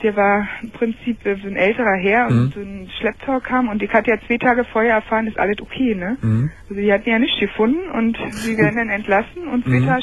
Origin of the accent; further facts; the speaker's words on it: Berlin, Germany; now in Lindlar, Germany; Ja, also ich höre deine Sendung, also ich komme hauptamtlich aus Berlin.